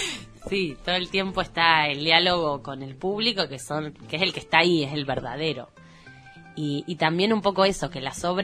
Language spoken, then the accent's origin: Spanish; Junín, Buenos Aires Province, Argentina; Y bueno... yo soy de Junín, como ya dije. Este fin de semana fui a ver a mi familia